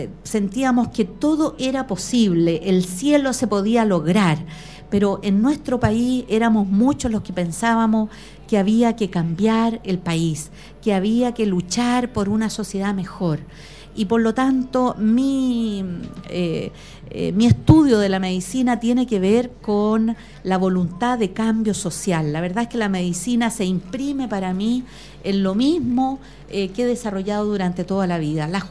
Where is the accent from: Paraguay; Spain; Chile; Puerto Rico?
Chile; Osorno, Los Lagos; born there; now in Puente Alto, Chile; yo soy nací en el sur, en Osorno, en 1953. En realidad, soy de una familia que viene de más al sur aún. Mi padre era chilote, pero somos como los chilotes y sureños migrantes